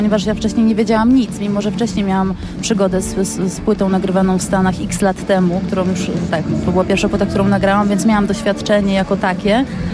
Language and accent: Polish; Poznań, Greater Poland Voivodeship, Poland; to jest zespół z Poznania, a ja jestem poznanianką